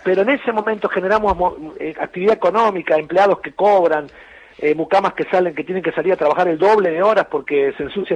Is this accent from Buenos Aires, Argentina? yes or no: yes; Buenos Aires, Argentina; born there; now in Villa Carlos Paz, Argentina; yo nací en Capital Federal, pero me vine a vivir a Carlos Paz en el 99, hace 15 casi, uh-huh. perdón, 16.